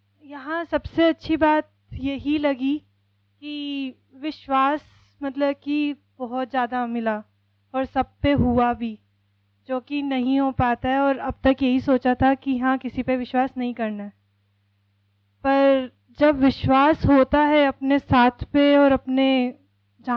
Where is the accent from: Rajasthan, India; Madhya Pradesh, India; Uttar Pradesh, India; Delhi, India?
Delhi, India; मैं दिल्ली से आई हूँ।